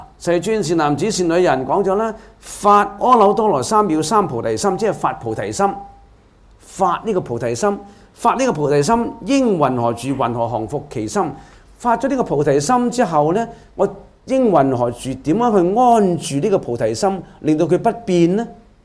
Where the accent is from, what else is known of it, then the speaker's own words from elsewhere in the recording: China; 我哋中國人中意簡化噶嘛